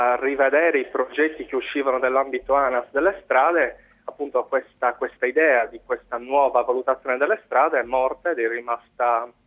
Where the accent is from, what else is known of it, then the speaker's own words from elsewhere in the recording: Cagliari, Sardinia, Italy; Che, come si sente dall'accento, che siamo da Cagliari